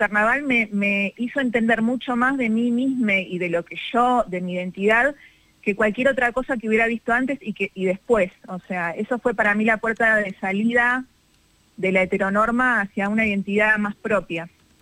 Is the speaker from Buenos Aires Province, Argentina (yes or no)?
yes; Tigre, Buenos Aires Province, Argentina; de niña vivía en Tigre, en el partido de Tigre, y ahí eran muy importantes los carnavales en todos los barrios